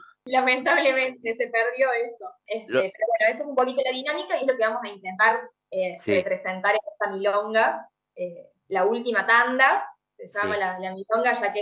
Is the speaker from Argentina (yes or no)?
yes; Córdoba, Argentina; also born or lived in Rosario; En Rosario, pero me crié en Córdoba.